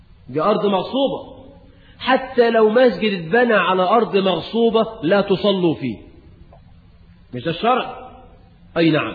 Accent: Egypt; وزي ما احنا كمصريين تقول لواحد ايدك معايا

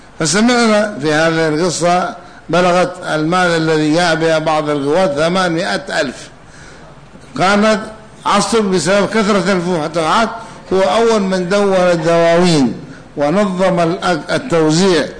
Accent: Hadhramaut, Yemen; ولهذا جرت العادة عندنا في حضرموت وفي اليمن أنهم يقرؤون الفاتحة لكل شيء

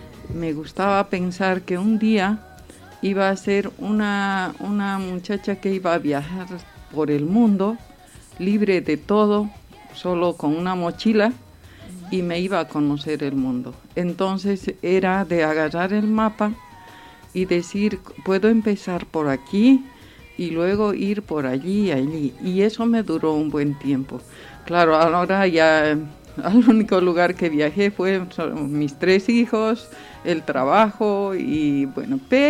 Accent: Bolivia; como yo soy de Bolivia, de pequeña me gustaba mucho la música española.

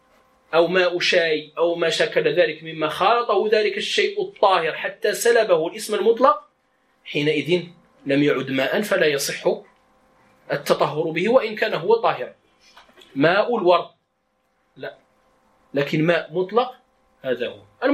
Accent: Morocco; accent: Moroccan Darija; قال وهو الخز بلغتنا يعني بدارجتنا. والإشارة في الدارجة المغربية

